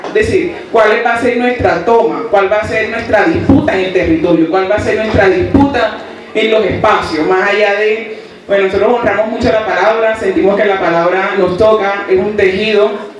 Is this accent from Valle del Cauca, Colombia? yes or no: no; Cartagena, Bolívar, Colombia; venimos del Caribe colombiano, de Cartagena. Somos un proceso barrial. Somos un proceso barrial de mujeres, bueno, de compañeras y compañeras negras de la periferia en Cartagena.